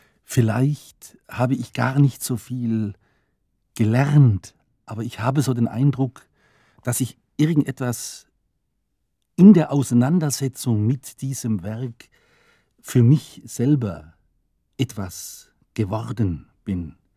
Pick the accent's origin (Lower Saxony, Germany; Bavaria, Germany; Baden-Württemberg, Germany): Baden-Württemberg, Germany; Ulm; auf diesem Wege kam ich in meiner Heimatstadt Ulm an einen Verlag